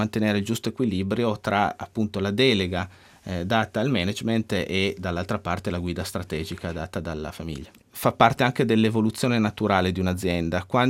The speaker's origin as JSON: {"language": "Italian", "town": "Alba", "region": "Piedmont", "country": "Italy", "said": "Noi siamo di Alba, che alla fine è un piccolo paese."}